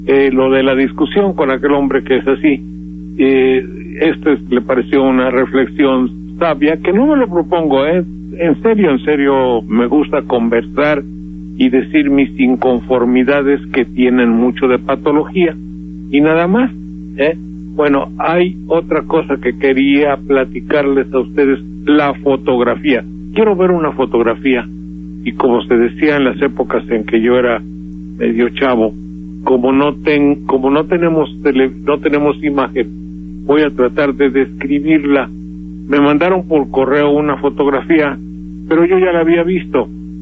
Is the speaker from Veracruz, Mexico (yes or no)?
yes; Veracruz, Mexico; yo soy veracruzano y estoy normal, y no soy nada educado.